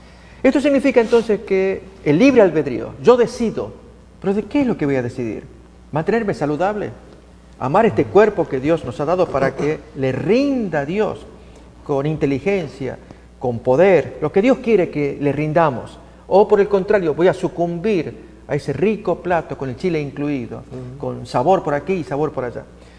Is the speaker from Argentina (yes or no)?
yes; Argentina; yo siendo argentino, llego a este lugar no acostumbrado al picante, al chile, al chiloso